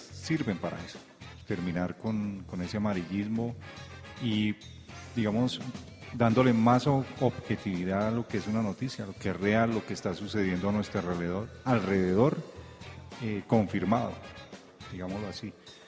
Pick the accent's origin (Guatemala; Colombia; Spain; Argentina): Colombia; Realmente, como colombiano, uno se cansa de que siempre esté lo mismo